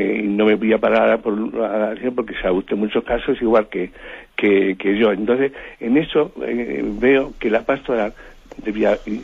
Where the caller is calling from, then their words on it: Madrid, Community of Madrid, Spain; de Madrid.